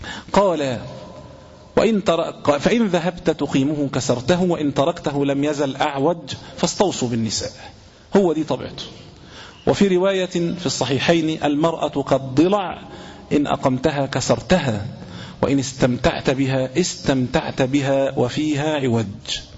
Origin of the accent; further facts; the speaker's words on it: Egypt; عندنا في العامية، عندنا في مصر هنا